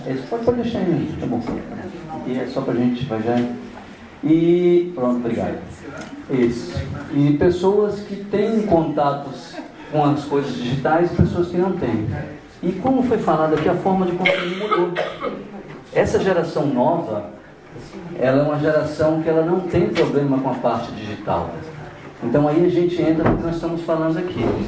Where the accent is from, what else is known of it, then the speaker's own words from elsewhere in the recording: Amazon, Brazil; Lá no norte do Brasil, na Amazônia.